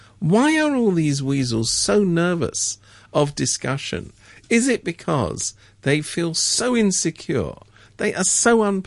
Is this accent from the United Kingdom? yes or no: yes; England, United Kingdom; I'm from England.